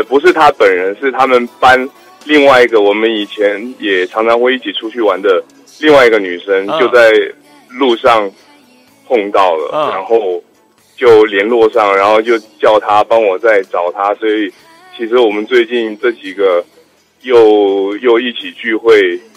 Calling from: Taipei, Taiwan; 哎，我是台北的

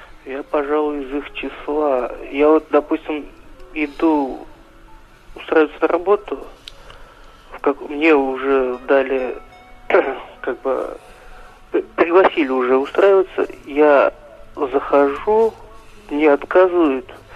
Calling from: Nizhnekamsk, Tatarstan, Russia; Это город Нижнекамск, Республика Татарстан.

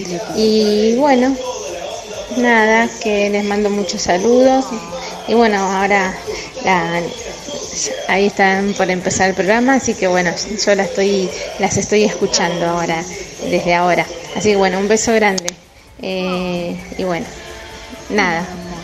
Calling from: Quilmes, Buenos Aires Province, Argentina; de Quilmes.

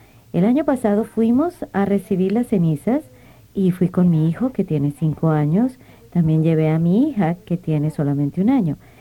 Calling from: Rhode Island, United States; también soy de Rhode Island.

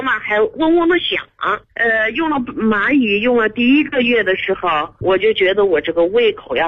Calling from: Tongzhou, Beijing, China; 我是通州西营前街的，

